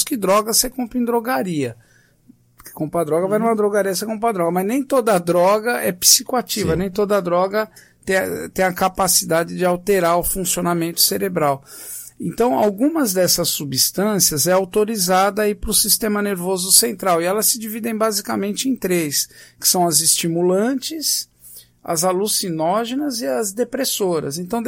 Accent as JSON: {"language": "Portuguese", "region": "São Paulo", "country": "Brazil", "tie": "born or raised there", "said": "No meu caso, eu cresci num bairro da Pompeia, em São Paulo."}